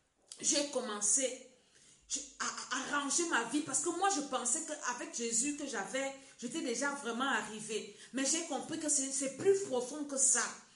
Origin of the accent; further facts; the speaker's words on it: Cameroon; comme on dit chez nous au Cameroun.